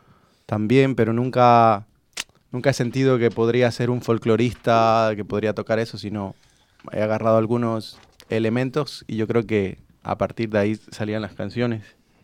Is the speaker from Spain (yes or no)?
no; Bolivia; también el rock nacional en Bolivia, pues yo soy de Bolivia.